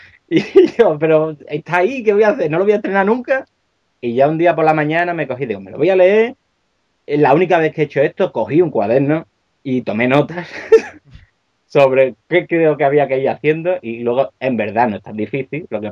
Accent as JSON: {"language": "Spanish", "town": "Seville", "region": "Andalusia", "country": "Spain", "lives_now": "Asturias, Spain", "said": "Porque yo, aunque soy de Sevilla, estoy emigrado allí, por amor."}